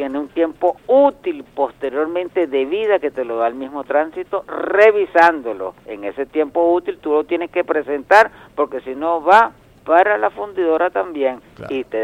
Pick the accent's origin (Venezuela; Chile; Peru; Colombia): Venezuela; Es el modo más fácil de podernos entender como venezolanos y hermanos que somos.